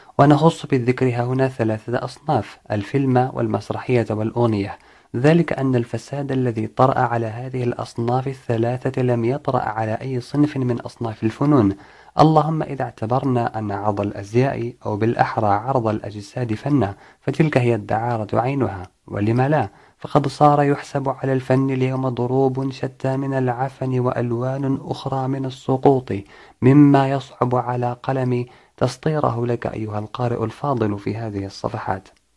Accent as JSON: {"language": "Arabic", "country": "Morocco", "said": "يكفي أن نشير إلى ما نملك كمغاربة توجيهه لو حسنت النيات، ألا وهو الإعلام الوطني"}